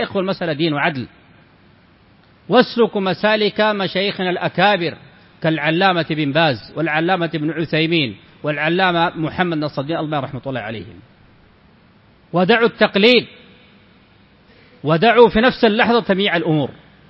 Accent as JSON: {"language": "Arabic", "country": "Sudan", "said": "موجود عندنا في السودان"}